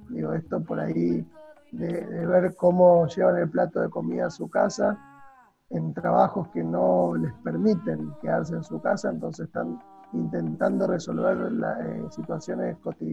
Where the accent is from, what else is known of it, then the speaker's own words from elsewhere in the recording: Argentina; algo mucho más cercano en nuestra historia como argentinas y argentinos